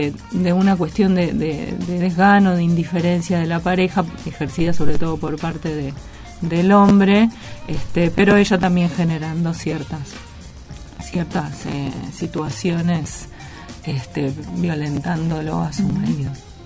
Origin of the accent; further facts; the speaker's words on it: Gálvez, Santa Fe, Argentina; Soy de Galvez.